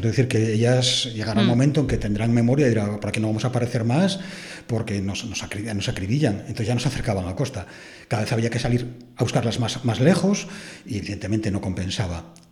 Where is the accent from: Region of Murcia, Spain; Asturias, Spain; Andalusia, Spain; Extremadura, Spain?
Asturias, Spain; Antromero; Y en el caso de mi pueblo, arrendó a un tal Josef Pérez en el siglo XIV el puerto de Antromero, con sus entradas y salidas.